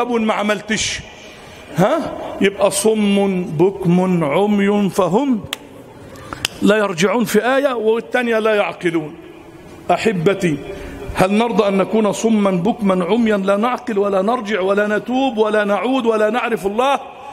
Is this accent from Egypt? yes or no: yes; Egypt; اللهم اجعل بلدنا مصر أمنا أمانا، سخاء رخاء. اجعل مصرنا أمنا أمانا، سخاء رخاء